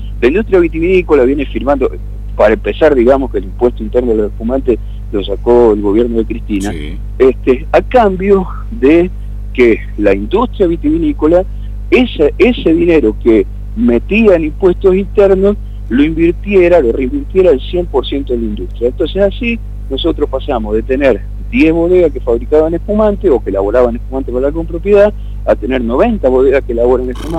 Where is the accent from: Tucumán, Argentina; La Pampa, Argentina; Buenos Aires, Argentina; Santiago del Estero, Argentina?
Buenos Aires, Argentina; y lo digo como porteño que soy, nacido en Parque Patricio